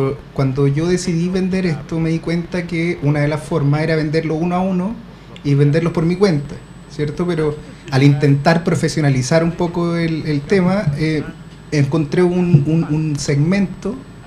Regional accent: Puente Alto, Santiago Metropolitan Region, Chile; Yo soy puentealtino y he estudiado varias cosas, en verdad.

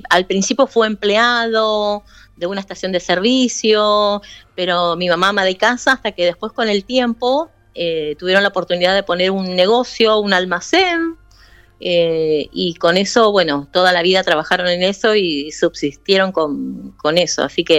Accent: San Justo, Buenos Aires Province, Argentina; Yo me crié en un barrio de la provincia, en San Justo.

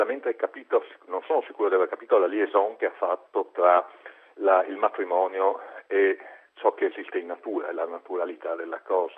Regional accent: Venice, Veneto, Italy; Anzi, come veneziano penso di poter affermare con assoluta certezza che Venezia è sempre stato per più di mille anni un faro di tolleranza.

